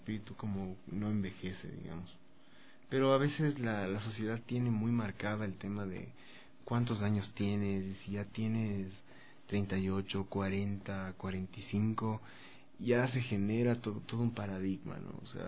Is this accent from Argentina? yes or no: no; Ecuador; Empecemos como a redescubrir ese valor que teníamos como sociedad, como ecuatorianos, ¿no?